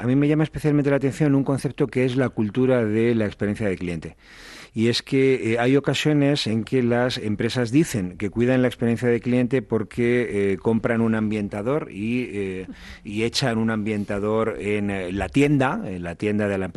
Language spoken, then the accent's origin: Spanish; Spain; Pensaba en mi país. España es un país de servicios que cuida muy poco el servicio.